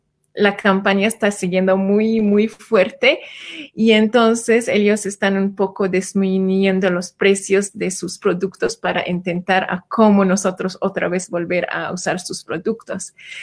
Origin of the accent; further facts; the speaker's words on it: Palestine; de Palestina